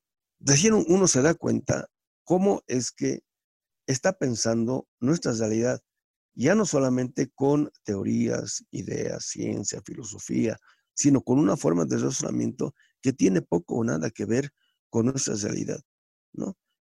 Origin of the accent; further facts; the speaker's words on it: Bolivia; El hecho de que yo sea universal o crea que soy universal, soy boliviano